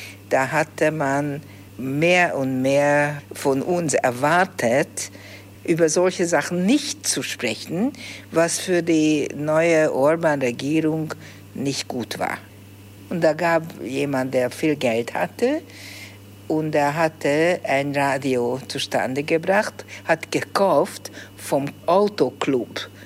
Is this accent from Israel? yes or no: no; Budapest, Hungary; Ich bin in Budapest aufgewachsen, immer in derselben Wohnung gelebt, von meinem 2. Lebensjahr. Und ich bin ein wirklicher Budapester, glaube ich, eine Budapesterin.